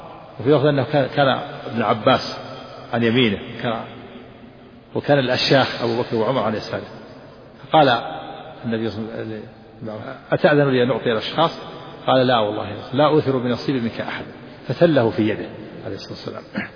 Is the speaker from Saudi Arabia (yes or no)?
yes; Saudi Arabia; لا يوجد عندنا في الجنوب في تهام الشجر في الشوارع في المملكة